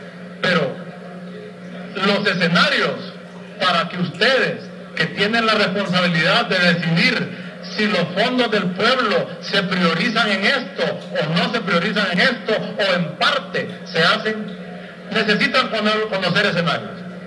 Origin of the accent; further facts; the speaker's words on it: Honduras; y da pena como hondureño, desde el año 89 en el mapa de América solo dos países no tienen estadísticas vitales